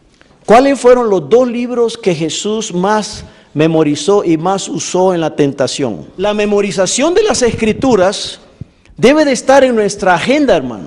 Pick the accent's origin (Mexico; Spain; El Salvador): El Salvador; Yo fui bautizado cuando tenía 12 años en el lago de Ilopango, en mi país.